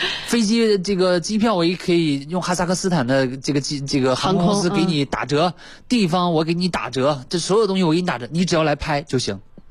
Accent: China

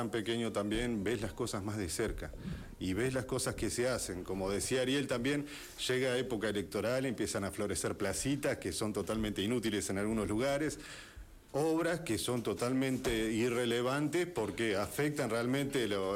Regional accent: Moreno, Buenos Aires Province, Argentina; now in Merlo, Argentina; yo vengo de Buenos Aires, yo crecí en Moreno, caigo en Merlo hace 10 años más o menos

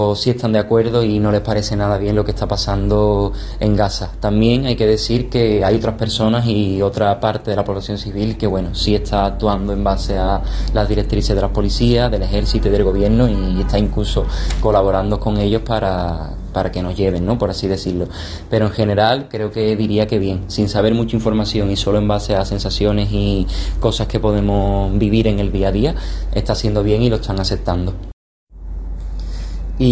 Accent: Cádiz, Andalusia, Spain; soy de Cádiz y estoy aquí grabando este vídeo desde Egipto.

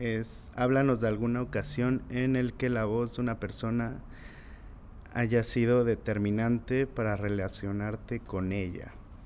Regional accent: Oaxaca, Mexico; born there; estas dos personas vienen del mismo lugar de donde yo nací y de donde nació mi, pues toda mi familia, que es el Istmo en Oaxaca

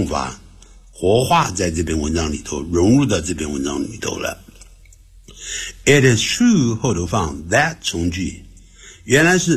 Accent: Beijing, China; broadcasting right here because this is my hometown. 因为这是我的故乡啊。

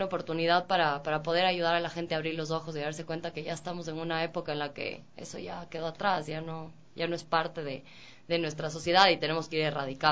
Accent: Cuenca, Azuay, Ecuador; soy de Cuenca, toda mi familia es cuencana.

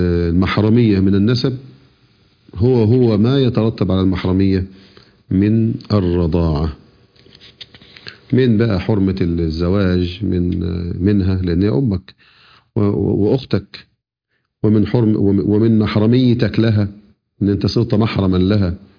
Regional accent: Egypt; احنا عندنا في مصر نقول نسيبي على الناس اللي أنا تزوجت مثلا ابنتهم

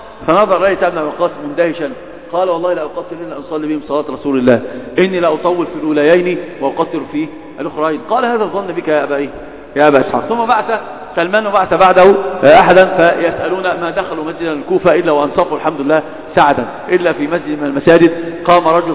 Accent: Egypt; تعرف إن أردت عندنا في مصر إيش بيأخلون

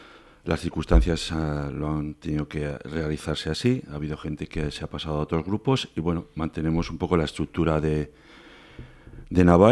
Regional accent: Orcoyen, Navarre, Spain; now in Berriozar, Spain; Yo soy natural de Orcoyen, vecino de Berriozar, el pueblo

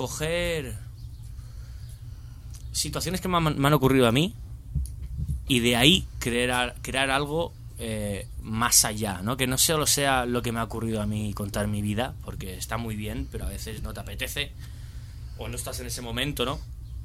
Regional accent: Benidorm, Valencian Community, Spain; Me crié en Benidorm y dije, estoy hasta los huevos de estar aquí

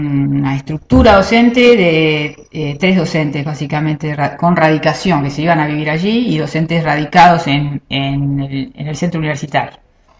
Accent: Argentina; now in Uruguay; desde que yo me vine a vivir acá a Uruguay, yo soy argentina, desde que me vine a vivir acá a Uruguay

